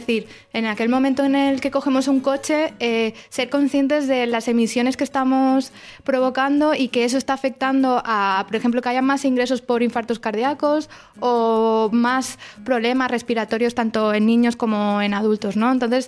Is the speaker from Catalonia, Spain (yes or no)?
yes; Barcelona, Catalonia, Spain; está en mi ciudad natal, en Barcelona